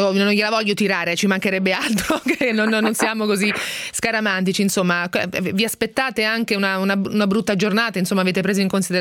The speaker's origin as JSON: {"language": "Italian", "town": "Ancona", "region": "Marche", "country": "Italy", "said": "quella che ha fatto l'ascoltatore anconetano, che peraltro è delle mie parti"}